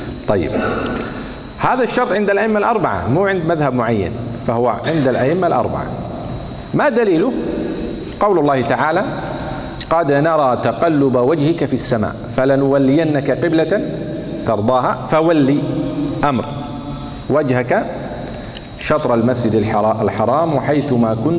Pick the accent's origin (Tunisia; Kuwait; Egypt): Kuwait; وكنت تعرف أن القبلة مثلا عندنا في الكويت تقع جنوب غرب